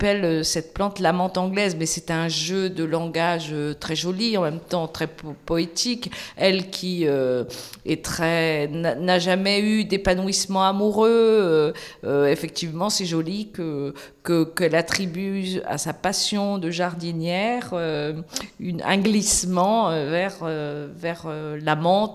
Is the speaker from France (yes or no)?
yes; Nantes, Pays de la Loire, France; moi, je suis nantaise